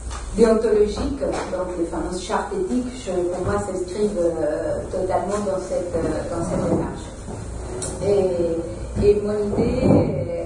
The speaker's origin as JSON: {"language": "French", "country": "Uruguay", "second_language": "French", "moved": "yes", "said": "Et parce que vous l'entendez dans mon accent, je ne suis pas française. Je viens de l'Amérique latine, de l'Uruguay"}